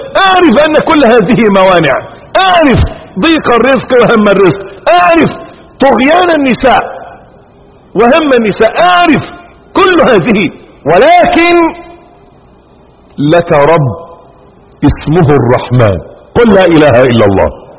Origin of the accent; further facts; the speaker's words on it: Egypt; ولعل من لا يعرف سر هذا الاسم، ان عندنا في مصر